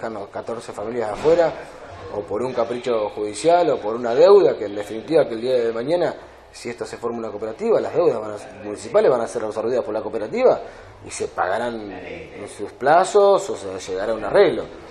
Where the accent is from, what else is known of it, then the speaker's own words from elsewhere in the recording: Ensenada, Buenos Aires Province, Argentina; Por lo menos los que somos de Ensenada tenemos un apoyo